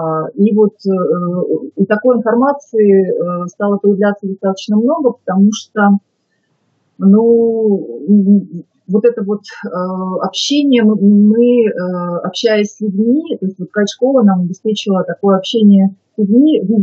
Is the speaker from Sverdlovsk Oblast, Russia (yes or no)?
yes; Yekaterinburg, Sverdlovsk Oblast, Russia; moved away as an adult; also born or lived in Moscow; Я сама родом с Урала, в Екатеринбурге родилась, училась, закончила здесь школу, университет. И в 98 году я уехала в Москву